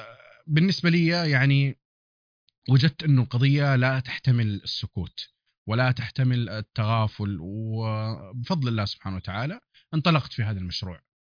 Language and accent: Arabic; Hejaz, Saudi Arabia; accent: Hijazi; وكنت أنا أتكلم أصلا باللهجة الحجازية، حتى اللهجة الحجازية راحت من زمان